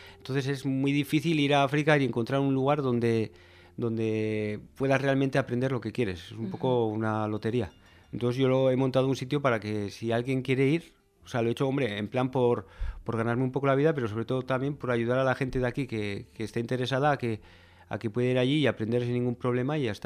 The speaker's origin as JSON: {"language": "Spanish", "town": "Pamplona", "region": "Navarre", "country": "Spain", "said": "Y yo soy de aquí, soy de La Rocha, soy de aquí de Iruña, vamos."}